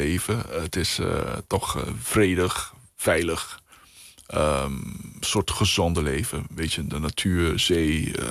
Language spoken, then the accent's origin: Dutch; Aruba; Ik woon op Aruba, ik kom uit Aruba, dus mijn familie zit daar al honderden jaren. Dus het is mijn eiland.